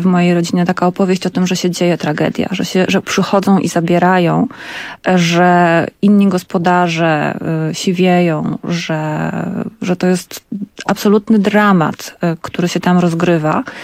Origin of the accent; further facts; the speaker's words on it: Kraków, Lesser Poland, Poland; ja rzeczywiście mam korzeń i ja się urodziłam w tym pierwszym nowochódzkim szpitalu. Całe życie przemieszkałam w Nowej Hucie, dalej tam mieszkam.